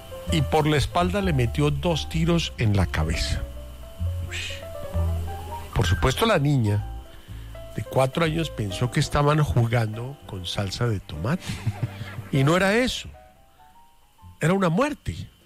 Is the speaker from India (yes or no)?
no; Argentina; Es que porque yo soy argentino, yo hago parrilla